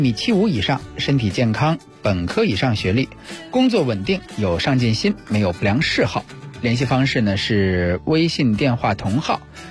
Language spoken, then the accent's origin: Chinese; Beijing, China; also born or lived in Harbin / Handan; 北京不用说了，我北京人嘛。这位哈尔滨，这是我待的日子第二长的城市。还有前面那位邯郸，那是我待的第三长的城市。